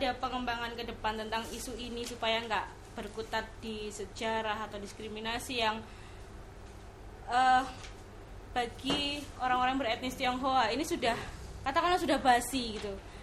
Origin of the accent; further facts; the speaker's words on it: Ambarawa, Central Java, Indonesia; seperti yang ronde itu saya kalau di saya kampung saya Ambarawa, Semarang.